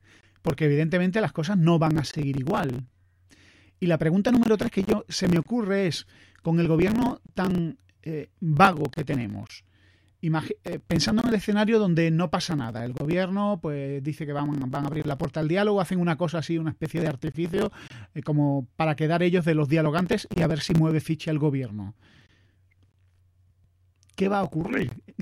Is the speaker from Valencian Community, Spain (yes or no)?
no; Andalusia, Spain; Tengo amigos gallegos y yo encima soy andaluz, que es como dentro del espectro español.